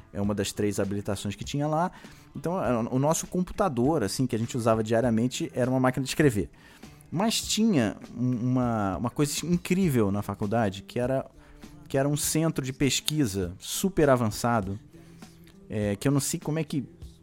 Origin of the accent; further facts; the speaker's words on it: Rio de Janeiro, Brazil; Sou carioca também.